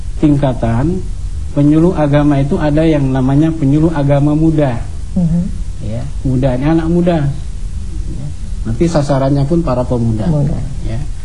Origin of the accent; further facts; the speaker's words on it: Central Kalimantan, Indonesia; atau di daerah saya di Kalimantan Tengah